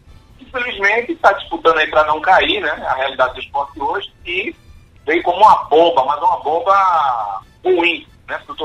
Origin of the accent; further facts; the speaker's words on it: Northeast Region, Brazil; Dá orgulho de ver como nordestino